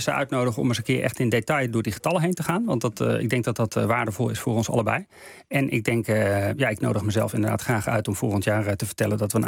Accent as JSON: {"language": "Dutch", "country": "Netherlands", "said": "Wij als Nederlanders zijn rijk, we hebben een enorme welvaart."}